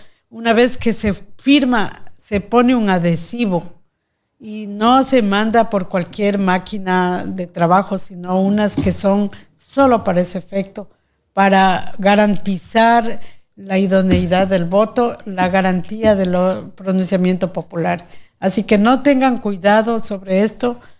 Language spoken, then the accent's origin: Spanish; Ecuador; sino porque como ecuatorianos queremos decir basta a tanto atropello